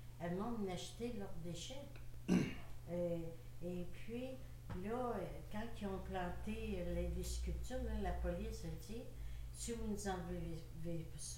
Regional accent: Sainte-Brigitte-de-Laval, Quebec, Canada; Non, moi, je venais de Sainte-Brigitte-de-la-Val.

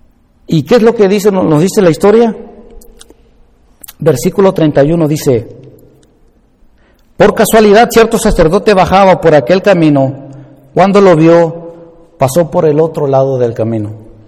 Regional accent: Veracruz, Mexico; yo ahí soy de Veracruz, y en la ciudad chica en la que estaba yo ahí viviendo, nosotros éramos del barrio de Las Flores

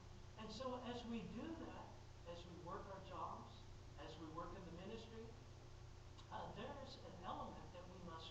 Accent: United States; You Americans know exactly what that means. I'm American too, by the way. I speak Indian, okay.

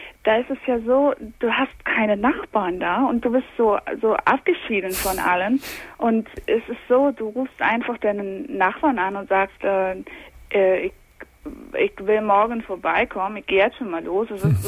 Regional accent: Chicago, Illinois, United States; German is a second language; Ich komme aus Chicago.

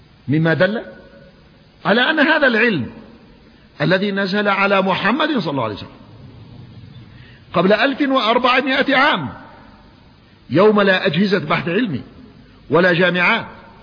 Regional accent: Yemen; الماء ينزل في الصيف عندنا في اليمن يأتينا في الصيف في المطر

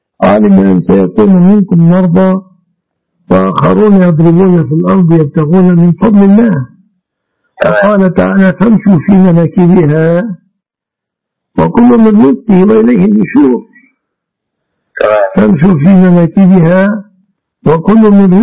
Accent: Egypt; المعهود عندنا في مصر

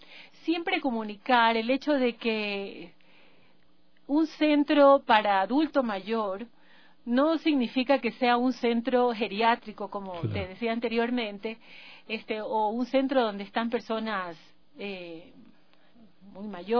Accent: Manabí, Ecuador; now in Quito, Ecuador; Yo soy de Manabí.

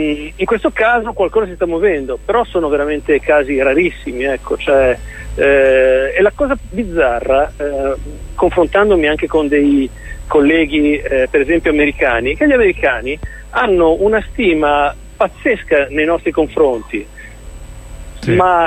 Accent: Genoa, Liguria, Italy; now in Rome, Italy; perché ormai io abito a Roma, anche se sono genovese, ma abito dall'88 qui a Roma

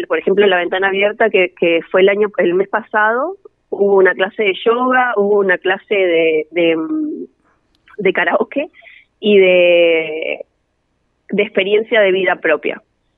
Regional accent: Bariloche, Río Negro, Argentina; yo soy de Bariloche

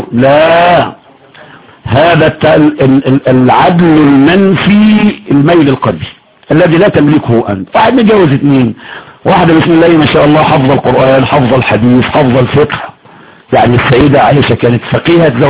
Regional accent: Egypt; دي لغتنا احنا كمصري

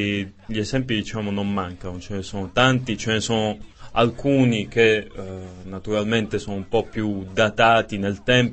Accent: Locorotondo, Apulia, Italy; io vengo da un piccolo paese, Locorotondo.

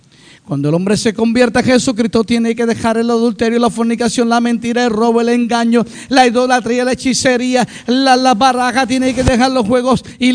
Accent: Dominican Republic; Somos dominicanos.

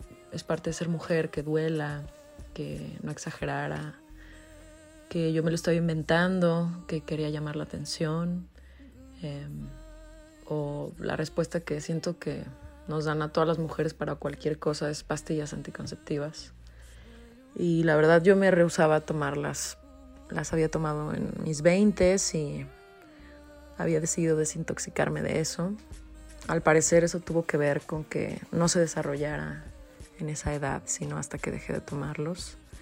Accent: Guadalajara, Jalisco, Mexico; now in Mexico City, Mexico; tengo 36 años, soy de Guadalajara, Jalisco y vivo en Ciudad de México.

